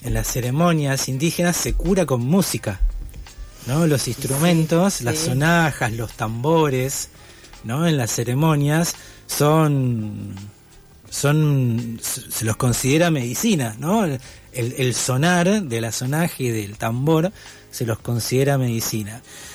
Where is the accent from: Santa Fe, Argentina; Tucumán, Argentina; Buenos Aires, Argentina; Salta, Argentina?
Buenos Aires, Argentina; Parque Chacabuco; also born or lived in Bahía Blanca / France / Caballito; Yo cuando era chiquito, yo crecí en Parque Chacabuco, uh-huh. Donde vivo ahora. Viví 3 años de bebé en Bahía Blanca, después 1 año en la dictadura en Francia.